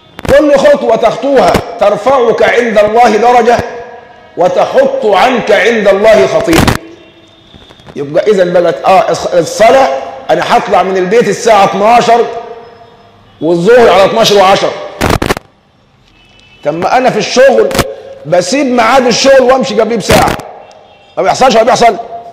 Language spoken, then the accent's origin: Arabic; Egypt; حتى عندنا كمصريين دمنا خفيف، عندنا إفهات كثيرة